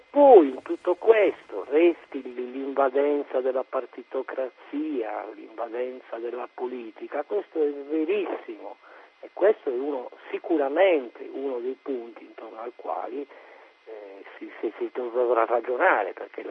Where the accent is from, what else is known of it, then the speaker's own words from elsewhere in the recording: Cagliari, Sardinia, Italy; non perché io sono di Cagliari